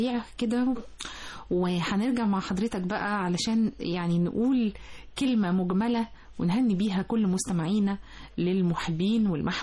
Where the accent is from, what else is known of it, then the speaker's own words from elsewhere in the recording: Egypt; وتعلمنا الحب على أرض مصر لأن احنا ولاد مصر